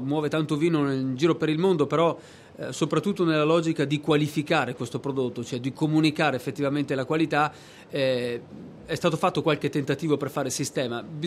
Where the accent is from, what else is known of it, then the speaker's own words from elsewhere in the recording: Verona, Veneto, Italy; now in Abruzzo, Italy; Io appunto sono veronese, sono in Abruzzo da ormai 10 anni, proprio nella zona della montagna, la zona proprio davanti tra il Parco del Gran Sasso e il Parco della Maiella